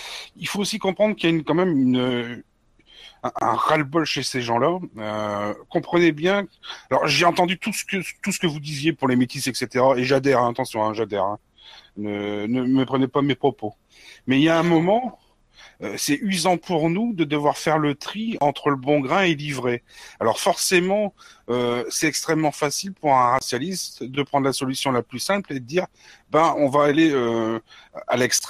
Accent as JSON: {"language": "French", "country": "France", "said": "Je suis français, blanc, c'est tout."}